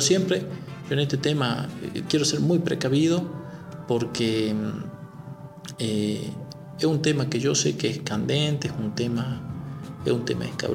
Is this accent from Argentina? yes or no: yes; La Rioja, Argentina; Yo soy de Los Llanos, y en Los Llanos teníamos pueblos, villas, o sea, villas, poblados pequeños, a 7 kilómetros de Chamical, que no tenían luz.